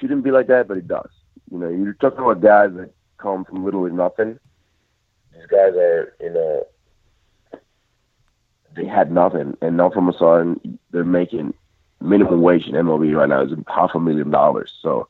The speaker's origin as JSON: {"language": "English", "region": "La Romana", "country": "Dominican Republic", "tie": "born or raised there", "said": "We can date it back to Andújar Cedeño, who killed himself in a car crash in my hometown, La Romana, going to a baseball game."}